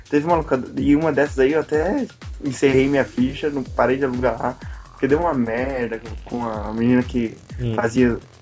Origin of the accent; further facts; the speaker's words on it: São Paulo, Brazil; eu sou de São Paulo, e quando você descia pro litoral, o litoral é muito mais atrasado em questão disso.